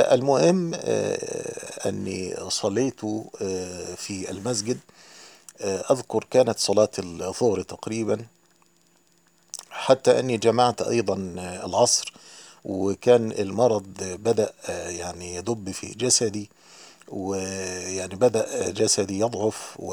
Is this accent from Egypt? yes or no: yes; Egypt; also born or lived in Yemen; عندنا في مصر